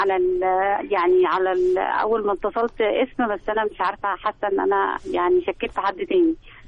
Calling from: Alexandria, Alexandria Governorate, Egypt; من اسكندريه.

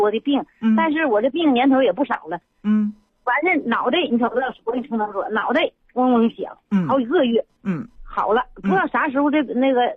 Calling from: Shenyang, Liaoning, China; 我是沈阳的朋友。

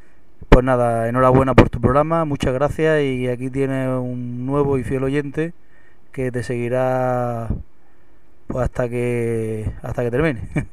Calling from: Almería, Andalusia, Spain; de Almería

